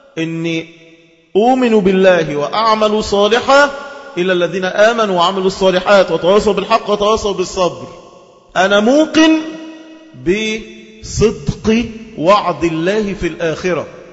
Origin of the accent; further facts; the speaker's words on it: Egypt; ده احنا شرفنا كمصريين نسبتنا إلى هاجر أم إسماعيل.